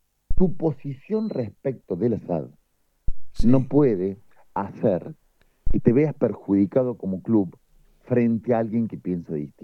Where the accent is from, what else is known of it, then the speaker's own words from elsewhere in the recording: Córdoba, Argentina; desde mi humilde lugar, como cordobés, como legislador provincial